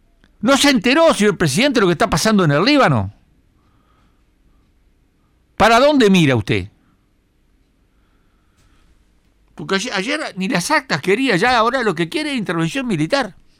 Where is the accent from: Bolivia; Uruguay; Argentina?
Uruguay; sentimos vergüenza por la intervención, vergüenza como uruguayos por la intervención de un presidente que no nos representa en nada